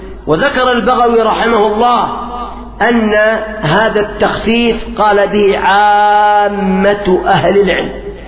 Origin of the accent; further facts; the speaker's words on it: Yemen; في الوقت الراهن عندنا في اليمن خصوصا في المحافظات الشمالية